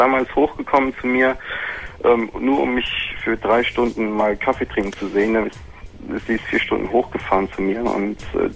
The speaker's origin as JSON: {"language": "German", "region": "Rhineland-Palatinate", "country": "Germany", "said": "ich komme aus dem Westerwald."}